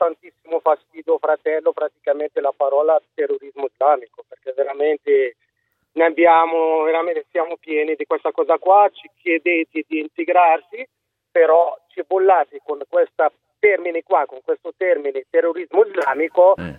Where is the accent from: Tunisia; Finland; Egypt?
Tunisia; now in Milan, Italy; Provengo dalla Tunisia